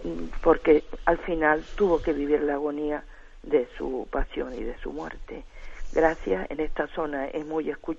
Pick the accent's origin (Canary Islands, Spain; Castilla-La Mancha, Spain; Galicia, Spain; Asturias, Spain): Canary Islands, Spain; de Tenerife.